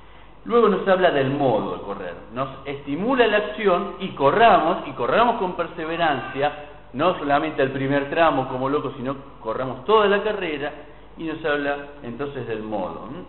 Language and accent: Spanish; Argentina; Y tenemos un poco de como argentinos bastante esto de, ¿no?, las teorizaciones